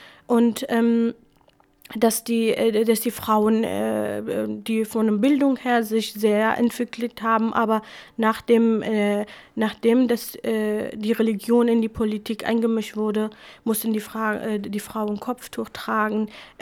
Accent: Iraq; first language Kurmanji; German is a second language; in der Schule hatte ich Arabisch tatsächlich, aber zu Hause haben wir nur Kurmanji geredet und unsere Lehrer waren auch Jesiden, die meisten waren auch Jesiden. Also ich hatte das Gefühl immer, dass Shingal eigentlich mein Land ist und ich lebe in einer Hauptstadt.

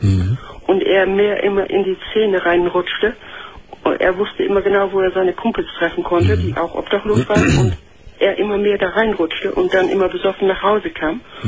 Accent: Lower Saxony, Germany; Und dann bin ich nach Ostfriesland wieder gezogen.

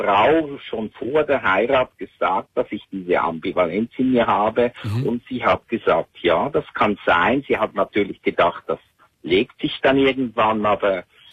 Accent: Switzerland; Und wie du hörst, komme ich aus der Schweiz.

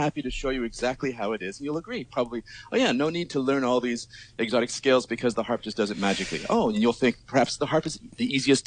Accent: Arizona, United States; moved away as an adult; now in New York, United States; Yeah, I'm from Arizona originally in the States. I've basically been moving east constantly. So I grew up in Arizona. I went to school in Arizona, then moved to New York to do a master's degree at Juilliard.

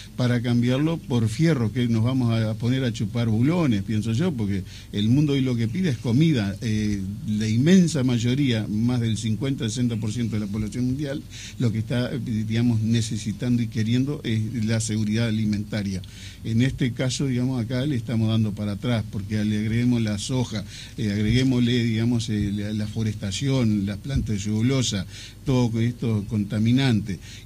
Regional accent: Chapicuy, Paysandú, Uruguay; also born or lived in Salto; De la localidad de Chapicuy, departamento de Paysandú. Bien. O sea, nací en Salto y estudié en la escuela rural en Paysandú

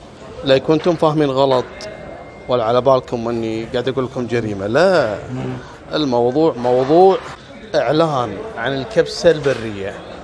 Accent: Kuwait; المصيبة ان السالفة حصلت في أشهر المطاعم اللي موجودة عندنا في الكويت

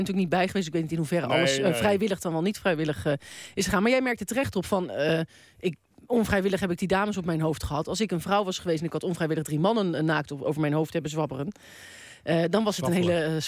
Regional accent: Rotterdam, South Holland, Netherlands; Ik kom gewoon uit Rotterdam.

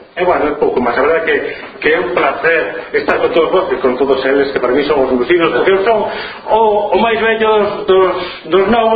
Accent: Cedeira, Galicia, Spain; eu son de Cedeira, dunha vila ali do norte, cerca de San Andrés de Teixido

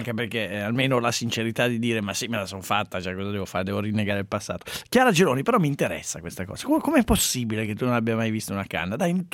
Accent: Piateda, Lombardy, Italy; a Valbona, la mia Valbona Piateda, meno un grado, dove ho passato l'infanzia, a Valbona. Valbona, Sondrio.

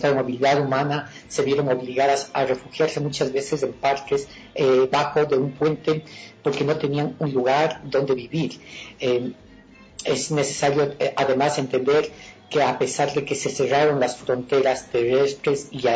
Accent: Ecuador; como ciudadanía, como ecuatorianos, como ciudadanos universales

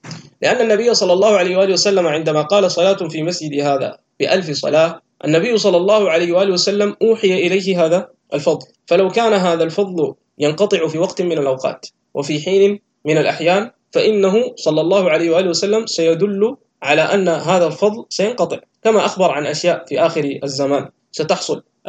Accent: Sudan; عندنا في السودان وفي مصر

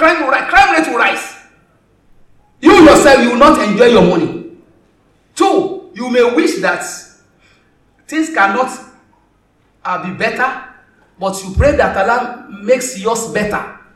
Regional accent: Osun, Nigeria; I am from Osun. I think Lagos is better than Osun.

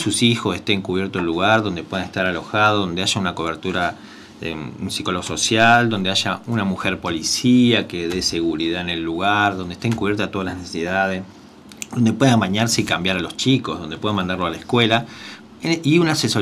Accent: Rosario, Santa Fe, Argentina; Generalmente los que venimos de afuera, yo soy de afuera, soy de Rosario.

